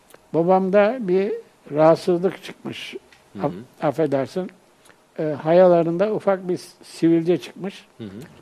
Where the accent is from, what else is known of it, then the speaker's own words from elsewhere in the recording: Görele, Giresun, Turkey; born there; Ben 15.3.1936 yılında Görele'de, çarşıda, Görele'nin içinde doğmuşum, hı hı. Çarşı mahallesinde.